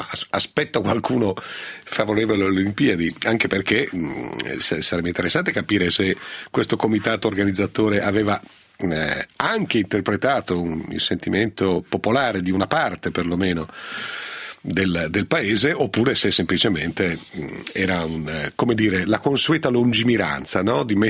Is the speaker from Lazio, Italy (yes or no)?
no; Piedmont, Italy; esagerumanen, come si dice nelle mie parti in Piemonte.